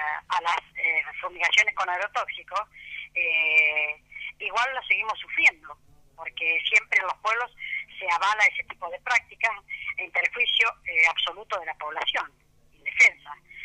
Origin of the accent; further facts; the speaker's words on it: Los Toldos, Buenos Aires Province, Argentina; No, realmente yo soy de Los Toldos